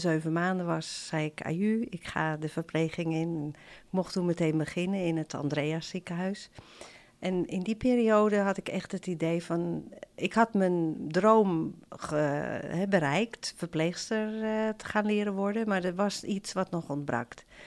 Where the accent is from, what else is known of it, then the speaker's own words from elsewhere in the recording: Amsterdam, North Holland, Netherlands; ik ben in Amsterdam geboren en getogen. Mijn moeder was Nederlands hervormd en we gingen af en toe met haar mee naar de kerk. Ik heb twee jongere zusjes.